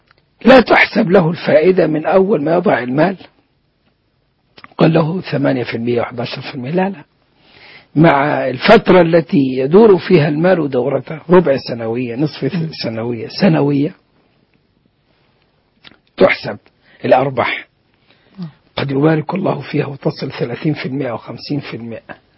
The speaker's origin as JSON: {"language": "Arabic", "country": "Egypt", "said": "ثم كانت شركات توظيف الأموال. وعندنا في مصر"}